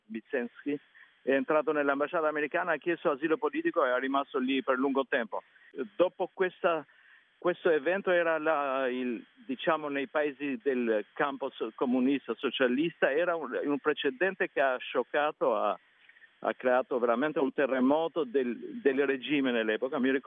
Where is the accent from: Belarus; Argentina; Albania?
Albania; Italian is a second language; Il mio paese è molto influenzato dalla cucina italiana e greca, più o meno anche balcanica, diciamo, a volte.